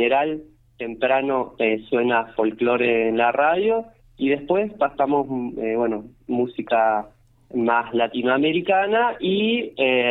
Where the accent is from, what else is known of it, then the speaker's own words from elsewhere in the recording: Bariloche, Río Negro, Argentina; yo vengo de Bariloche, no es tan lejos, pero bueno, también soy de afuera